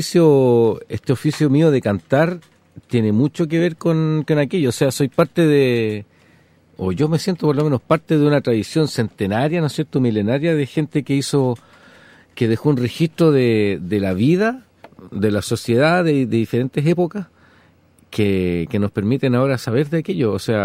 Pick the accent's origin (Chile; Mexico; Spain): Chile; soy un compositor chileno